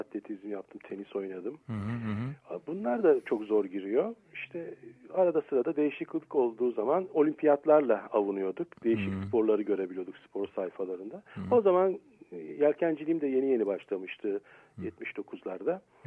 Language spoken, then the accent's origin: Turkish; Istanbul, Turkey; ben kendimi Selanikli olarak görüyorum. Çünkü bir mübadil çocuğuyuz. Oradan tabii Türkiye'ye gelip buralarda büyüdük tabii. Basınköy'de oturdum. Türkiye'nin ilk gazetecilerinin kurduğu Basınköy'de. Tabii ben gazeteci bir babanın çocuğu değildim. Denizciydi benim babam. Orada oturduk.